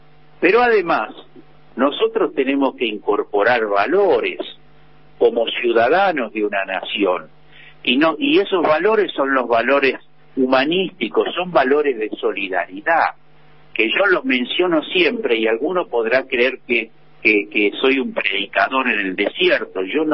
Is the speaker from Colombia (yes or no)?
no; Buenos Aires, Argentina; Si lo tenemos que hacer por el hecho de que somos porteños